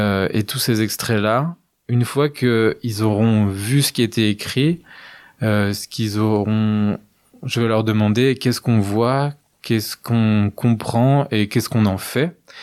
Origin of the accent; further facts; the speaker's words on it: Montureux-le-Sec, Grand Est, France; Et c'est ce que je propose depuis maintenant 3-4 ans à Montureux-le-Sec, dans mon village natal, là où j'ai commencé à faire du théâtre.